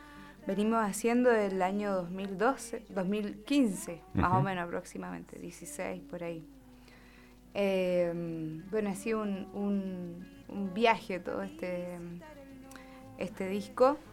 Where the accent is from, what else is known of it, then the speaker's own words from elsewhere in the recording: Curimón, Valparaíso, Chile; also born or lived in Viña del Mar / Bucalemu; Y después me fui al Valle de la Aconcagua, a Bucalemu. Uh-huh. Y ahí estuve un poquito de mi infancia, hasta los 6 años. Y después me fui a un pueblito muy cercano, que es Curimón